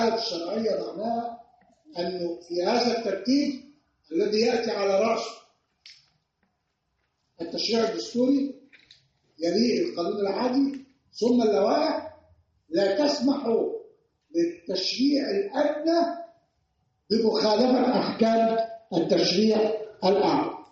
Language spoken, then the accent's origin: Arabic; Egypt; بتكلم بالامثله الوضع عندنا في مصر. عندنا وضع في مصر القاضي ما بيتعرضش للدستوريه